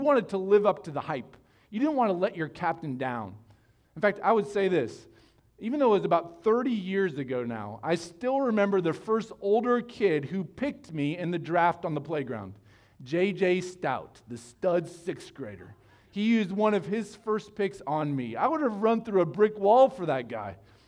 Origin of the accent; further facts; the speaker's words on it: United States; I'm an American. I'll be fine here in the Congo.